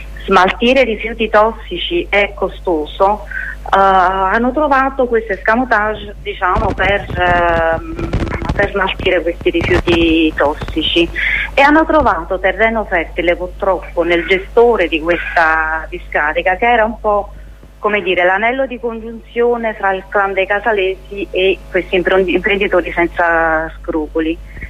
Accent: Naples, Campania, Italy; Io sono napoletana

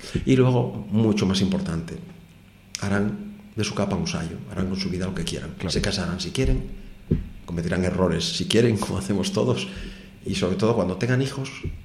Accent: Cantabria, Spain; now in Gijón, Spain; Yo vengo de Cantabria, aunque vivo en Gijón por elección propia, ¿eh?

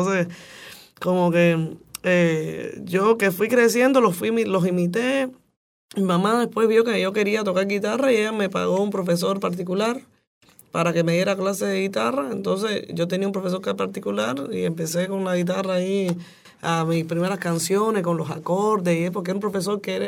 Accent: Havana, Cuba; also born or lived in Alamar; En La Habana, sí, yo soy de La Habana.

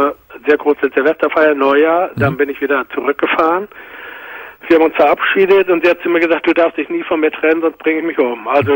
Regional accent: Hamburg, Germany; also ich komme aus Hamburg

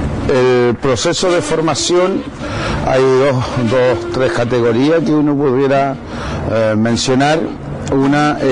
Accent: Los Pichenco, Araucanía, Chile; vengo del Los Pichenco, que queda cerca de Carahue, por el lado de Ngulumapu.

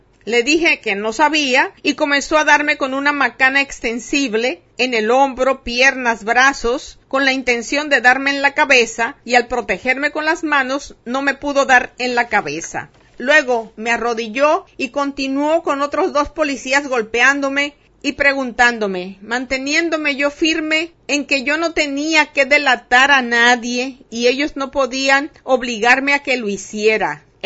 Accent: Dominican Republic; Soy ciudadano dominicano, ingeniero civil de profesión

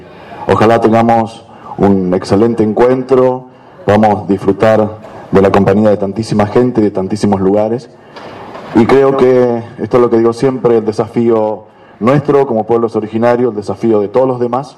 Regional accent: La Pampa, Argentina; soy de La Pampa, Mapuche, Ranquel.

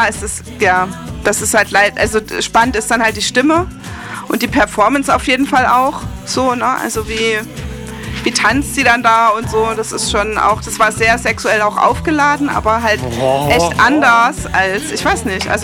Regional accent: Rhineland-Palatinate, Germany; der kommt ja im Original auch daher, wo ich herkomme, und der hat auch so einen Pfälzer-Einschlag halt.

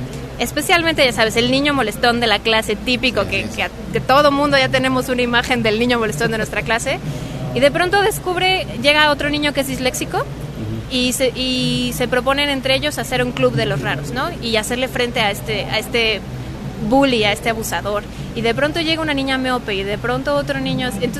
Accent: Mexico City, Mexico; Yo soy de la Ciudad de México.

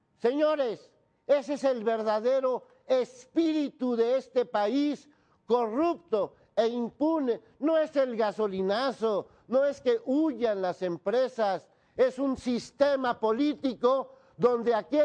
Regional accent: Mexico; vivo en México y soy mexicano

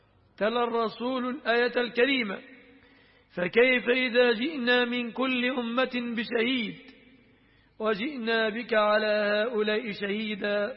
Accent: Egypt; الذين يقولون عنه السفة في بلادنا مصر

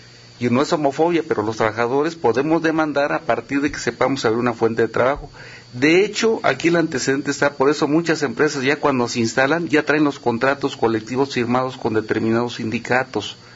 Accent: Mexico; yo reclamo mi derecho constitucional y como mexicano me va a decir

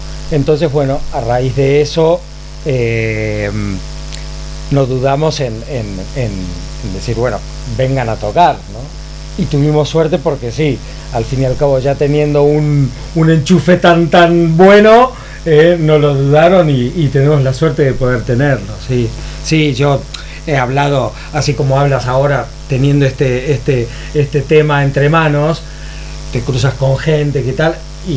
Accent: Argentina; yo y Paul, que somos argentinos

